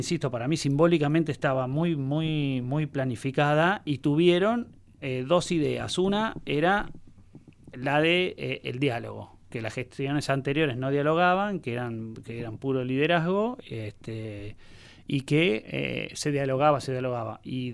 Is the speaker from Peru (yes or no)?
no; La Plata, Buenos Aires Province, Argentina; yo tengo como una mirada muy, muy provincial, porque soy platense